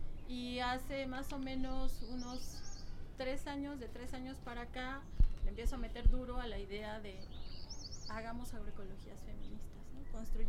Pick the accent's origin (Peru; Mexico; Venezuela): Mexico; Oaxaca; moved away as an adult; now in Mexico City, Mexico; de Oaxaca, en la parte del Valle de Tehuacán.